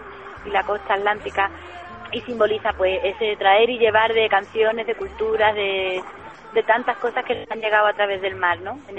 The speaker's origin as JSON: {"language": "Spanish", "town": "Málaga", "region": "Andalusia", "country": "Spain", "tie": "born or raised there", "also_born_or_lived": "Madrid", "said": "yo me fui a Málaga con 3 añitos y me criaba allí y siempre, bueno, la verdad que me considero malagueña"}